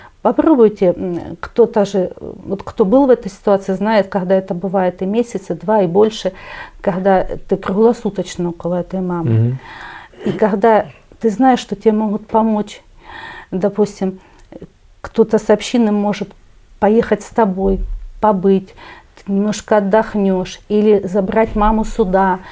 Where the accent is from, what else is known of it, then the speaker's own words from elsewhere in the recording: Donetsk, Donetsk Oblast, Ukraine; Но мы в лицо узнали друг друга, что мы из Донецка.